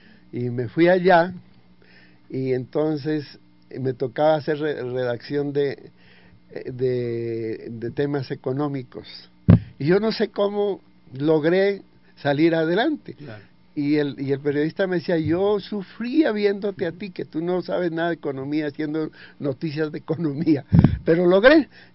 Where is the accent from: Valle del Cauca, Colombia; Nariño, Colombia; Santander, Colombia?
Nariño, Colombia; Tumaco; born there; also born or lived in Pasto; Desde cuando yo nací en Tumaco como periodista, autodidacto.